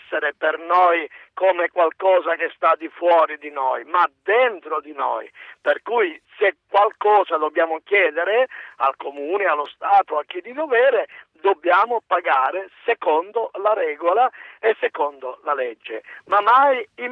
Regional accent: Licata, Sicily, Italy; ora mi trovo a Licata, che è la mia città natale

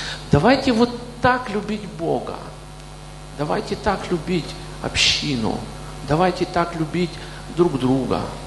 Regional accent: Kyiv, Ukraine; born there; Я родился в Киеве, и там же призвали меня.

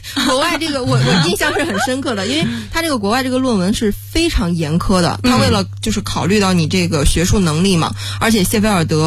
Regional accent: China; 所以我们中国人讲究味道嘛，那边就很淡，所以你肯定到那就吃不惯。

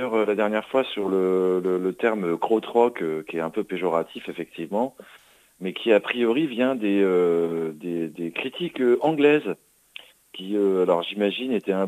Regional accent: Normandy, France; mais parce que je suis normand, alors je suis pas très objectif.

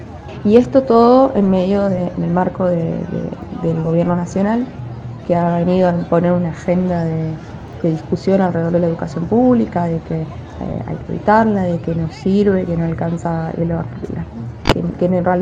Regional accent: Argentina; nosotros como argentinos, si no tenemos soberanía cultural, tenemos que empezar a importar cultura

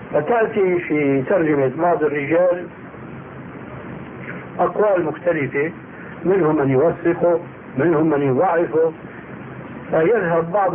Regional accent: Syria; وهذا كان إلى عام قريب عندنا في سوريا يلتطيه طبقة معينة من الناس

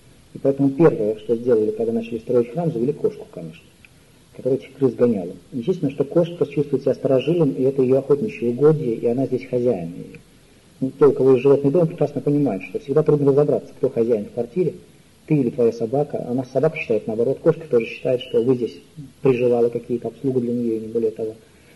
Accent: Moscow, Russia; Опять же, помните, я несчастный москвич.

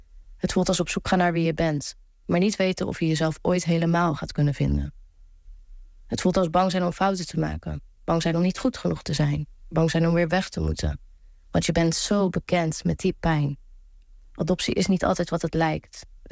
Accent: Zeeland, Netherlands; also born or lived in India; En ik ben geadopteerd vanuit India naar Zeeland toen ik 11 maanden oud was.

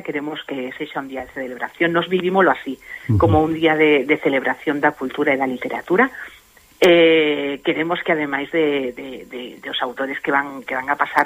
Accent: Galicia, Spain; now in Catalonia, Spain; Efectivamente, que somos galegos, somos galegos cuando estamos aquí y somos catalans cuando estamos en Galicia.

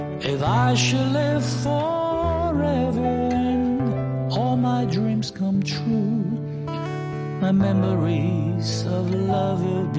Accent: Hong Kong; 我系香港人嚟嘅，我咧就系啦、啊，

